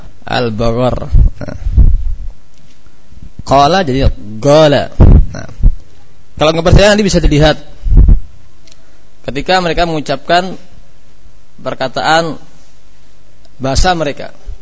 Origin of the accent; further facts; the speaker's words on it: Java, Indonesia; sebagaimana kita orang Jawa enggak paham bahasa Sunda.